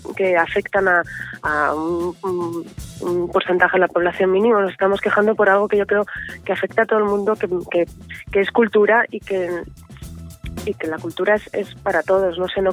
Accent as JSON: {"language": "Spanish", "region": "Asturias", "country": "Spain", "said": "Si puedo trabajar en mi tierra sería maravilloso. Si trabajo en una serie que es la de toda España, pues maravilloso también. Me encantaría poder trabajar en Asturias, ¿no?"}